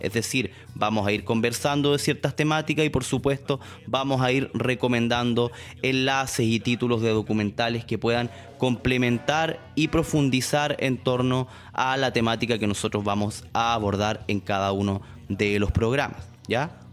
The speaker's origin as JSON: {"language": "Spanish", "region": "Araucanía", "country": "Chile", "said": "soy de Chile, provengo de la región de la Araucanía, en el sur del territorio que hoy se conoce como Chile, más históricamente es el Hualmapu, territorio ancestral del pueblo mapuche"}